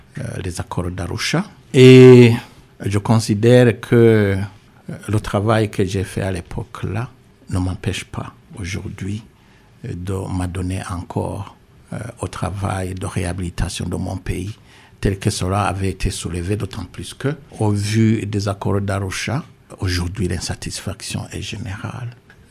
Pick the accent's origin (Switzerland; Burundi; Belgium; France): Burundi; je suis Burundais d'abord